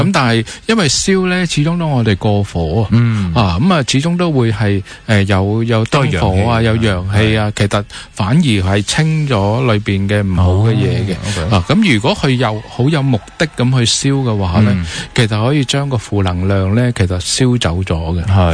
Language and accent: Cantonese; Guangdong, China; 即係唔會好似我哋廣東人咁